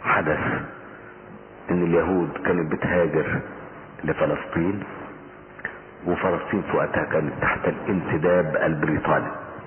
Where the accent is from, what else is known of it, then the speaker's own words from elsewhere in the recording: Egypt; زي الإرهاب اللي عندنا في مصر كده